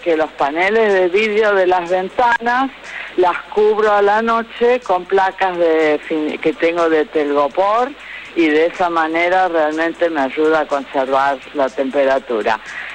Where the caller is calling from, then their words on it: Villa Urquiza, Buenos Aires, Argentina; de Villa Urquiza.